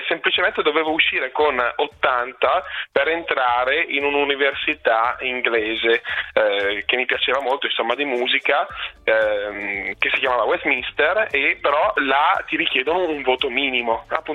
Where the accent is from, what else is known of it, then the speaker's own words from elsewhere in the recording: Alzano Lombardo, Lombardy, Italy; now in Albino, Italy; Sì, io sono nato ad Alzano, vivo ad Albino, ho frequentato le scuole lì ad Alzano